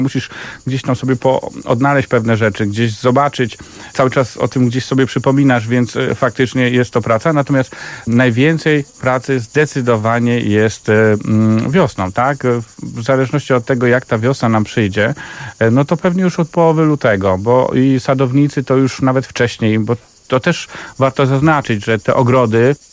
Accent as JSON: {"language": "Polish", "region": "Kuyavian-Pomeranian Voivodeship", "country": "Poland", "tie": "born or raised there", "said": "wychowałem się w malutkiej miejscowości na Kujawach, więc tam od dziecka, miejscowości otoczonej lasami"}